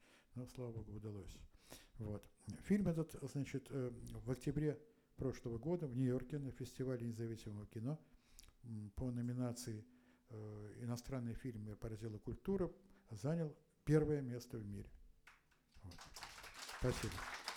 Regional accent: Leningrad, Saint Petersburg, Russia; born there; я родился в Ленинграде. Но родители мои родились в Могилеве, многие в белорусском Могилеве. И многие поколения моих предков жили там.

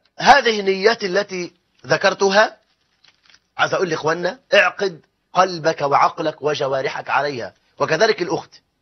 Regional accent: Egypt; وان يجعل بلدنا مصر امنا امانا

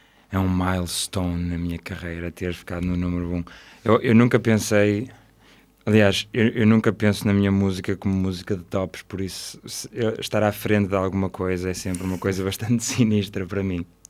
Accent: Santo Tirso, Porto, Portugal; E eu cresci em Santo Tirso, que, para quem conhece, não é provavelmente o sítio mais agradável para se crescer

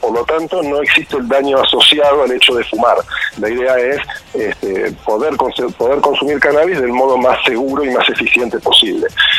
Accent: Lanús, Buenos Aires Province, Argentina; now in Bariloche, Argentina; como yo, que me crié en Lanús, pero me mudé acá

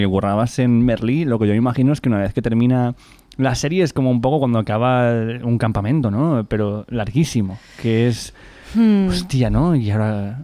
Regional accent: Valencian Community, Spain; Yo soy valenciano.

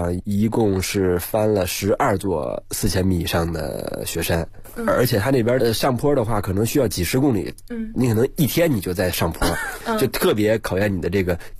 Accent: Beijing, China; I'm Chinese， 什么 I'm come from 北京，我来自北京的

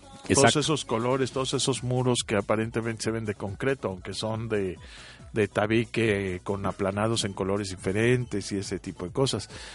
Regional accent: Mexico; y si somos mexicanos, pues habiendo tantos arquitectos reconocidos internacionalmente

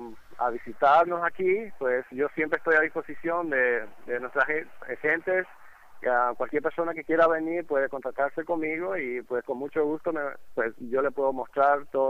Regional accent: Paraguay; now in Tampa, United States; aquí hemos podido reunir como 30 paraguayos que estamos aquí en Tampa

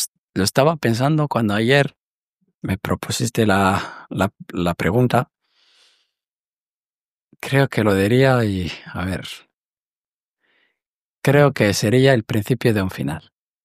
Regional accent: Morocco; yo recuerdo que desde Marruecos, por ejemplo, en mi pueblo, cuando había mujeres sentadas al lado de la puerta de sus casas

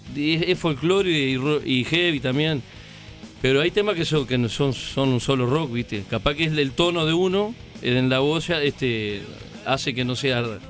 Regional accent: San José, Uruguay; now in Montevideo, Uruguay; un amigo allá de mi barrio, yo soy de San José, ahora vivo en Montevideo hace años.

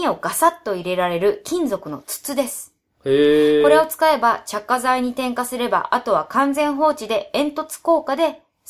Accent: Chiba, Japan; 私は千葉の実家に住んでいます。

